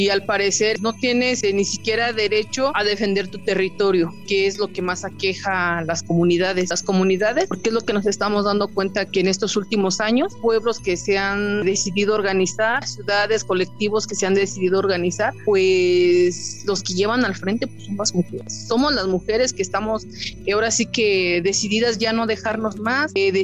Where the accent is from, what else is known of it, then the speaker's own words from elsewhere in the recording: Santiago Mezquititlán, Querétaro, Mexico; a nuestra comunidad, de donde yo soy originaria, de Santiago Mezquititlán